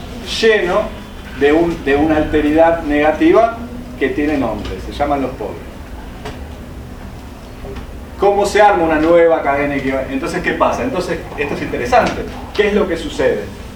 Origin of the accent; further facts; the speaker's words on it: Argentina; somos todos argentinos, ¿eh?